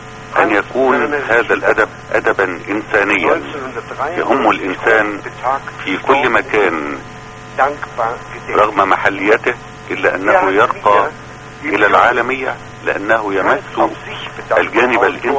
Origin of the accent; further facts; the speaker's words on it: Egypt; على ذاكرتنا كمصريين وعرب